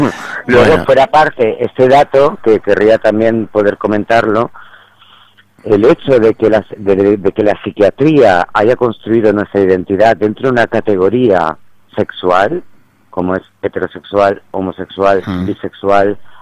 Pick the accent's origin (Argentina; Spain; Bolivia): Spain; Madrid, Community of Madrid; also born or lived in Seville; por aquel entonces yo estaba viviendo con mi familia en Sevilla y me escapo de Sevilla y voy a mi ciudad natal, a Madrid.